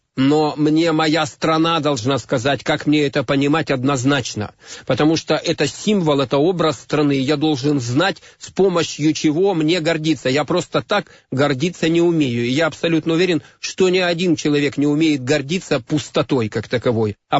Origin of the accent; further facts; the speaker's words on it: Far East, Russia; born there; я родился на Дальнем Востоке. Это моя страна, это моя родина.